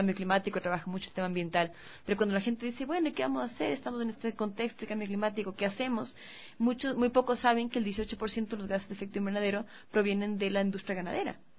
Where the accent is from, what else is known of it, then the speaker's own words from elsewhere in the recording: Ecuador; y nosotros como ecuatorianos somos una cultura que consume, ¿no es cierto?, carne de cerdo